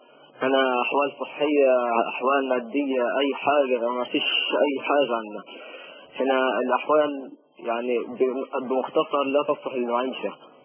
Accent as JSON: {"language": "Arabic", "town": "Gaza", "region": "Gaza Strip", "country": "Palestine", "said": "الطيران الاسرائيلي ما بيسقطش عن الهواء عندنا في غزه،"}